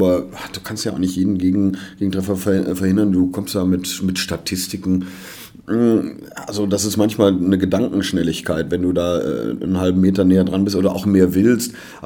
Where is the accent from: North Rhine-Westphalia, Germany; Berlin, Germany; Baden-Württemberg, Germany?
North Rhine-Westphalia, Germany; Cologne; So sind wir Kölner.